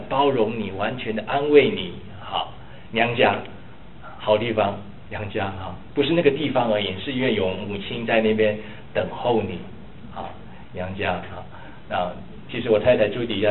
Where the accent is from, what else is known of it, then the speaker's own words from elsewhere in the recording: China; 为什么我们中国人都会说哈，这个夫妻吵架的时候